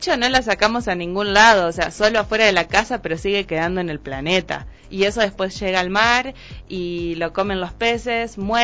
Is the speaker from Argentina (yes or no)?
yes; Argentina; now in Ecuador; Yo soy argentina, ya se darán cuenta por las...